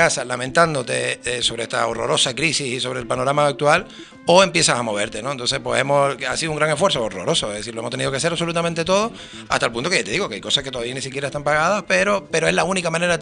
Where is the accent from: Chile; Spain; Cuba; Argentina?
Spain; Canary Islands; also born or lived in Bogotá, Colombia; Soy muy canario.